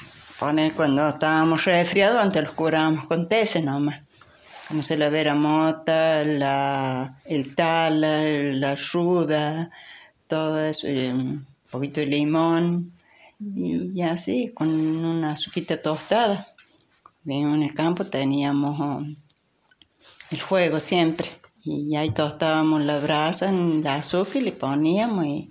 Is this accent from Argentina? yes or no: yes; Luyaba, Córdoba, Argentina; Yo soy de Luyaba, arriba del Portezuelo. Ah. Ahí vivían mis padres. Sí, después, bueno, ya me casé y ya me crucé de loma.